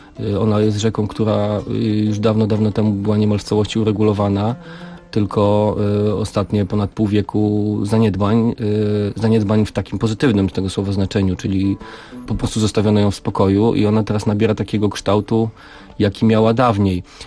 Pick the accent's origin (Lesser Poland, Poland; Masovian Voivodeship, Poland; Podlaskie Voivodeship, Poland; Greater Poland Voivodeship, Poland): Masovian Voivodeship, Poland; Warsaw; bo ja się urodziłem w Warszawie, wychowałem tutaj